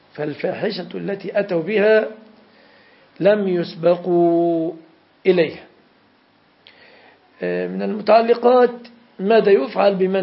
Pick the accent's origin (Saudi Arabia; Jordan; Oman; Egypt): Jordan; كانوا يمرون بها على بلادي الأردن.